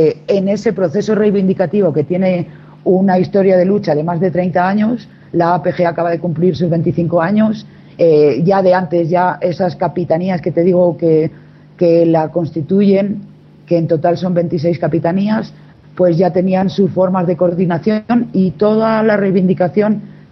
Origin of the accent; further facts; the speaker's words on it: Catalonia, Spain; Lamento no poder estar hablando en euskera, pero soy catalana y no me ha dado para aprender tanto.